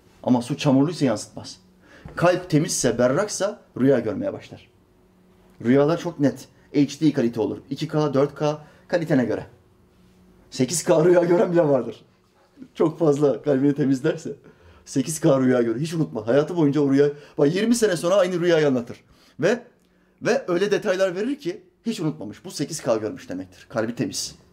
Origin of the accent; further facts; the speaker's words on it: Norway; Bu arada ben Norveç'te doğdum, büyüdüm. Ama bizim memleket Makedonya Resne.